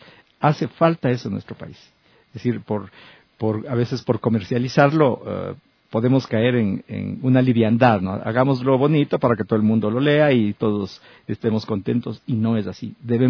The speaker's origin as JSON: {"language": "Spanish", "country": "Ecuador", "said": "me ha definido a mí como ecuatoriano"}